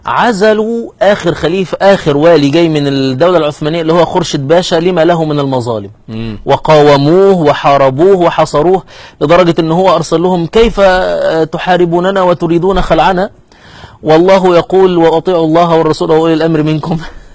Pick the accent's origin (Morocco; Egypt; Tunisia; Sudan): Egypt; احنا عندنا في مصر هنا يريدون افهامنا بان الدولة الحديثة دي انجاز